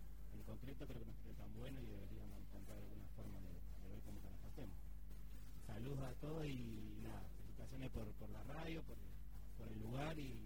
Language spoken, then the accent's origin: Spanish; Bahía Blanca, Buenos Aires Province, Argentina; de Bahía Blanca